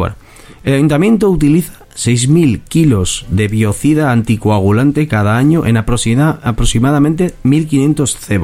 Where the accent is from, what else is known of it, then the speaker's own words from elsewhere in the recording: Basque Country, Spain; ahora estamos retransmitiendo desde Bilbao, pero bueno, somos de los aledaños, tú eres de Bilbao, yo soy de aledaños, del Gran Bilbao.